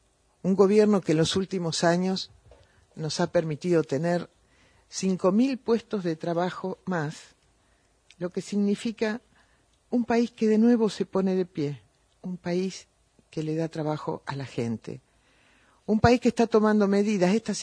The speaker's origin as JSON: {"language": "Spanish", "country": "Argentina", "said": "Porque somos, los argentinos tenemos a veces memoria flaca"}